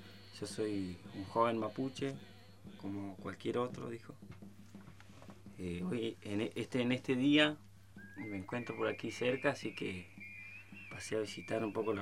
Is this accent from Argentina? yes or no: yes; Bariloche, Río Negro, Argentina; Yo me crié en Bariloche, en los barrios altos de Bariloche. Siempre estuve muy cercano a toda la cuestión mapuche